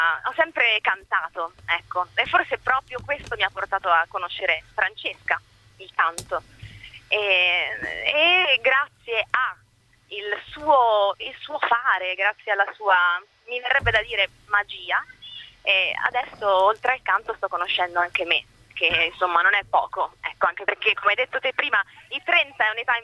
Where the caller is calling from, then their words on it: Rome, Lazio, Italy; Siamo da Roma.